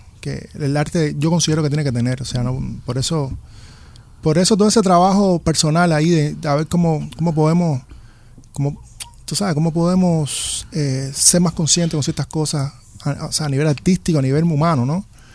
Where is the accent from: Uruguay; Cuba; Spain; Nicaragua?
Cuba; yo vengo de Cuba, donde es natural bailar.